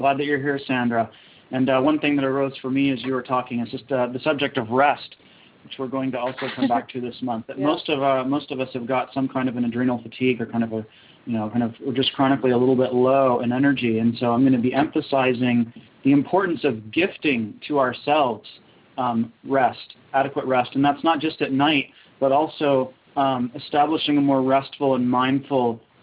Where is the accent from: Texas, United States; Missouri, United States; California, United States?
Texas, United States; Houston; And actually, Houston, Texas is my hometown, a great place to juice feast, lots of fresh produce, and a good raw food community there, too.